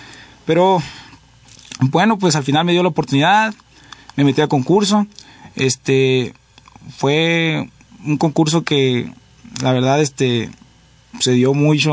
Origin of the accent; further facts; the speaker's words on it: Tijuana, Baja California, Mexico; Yo crecí en Tijuana, Baja California, ahí nací.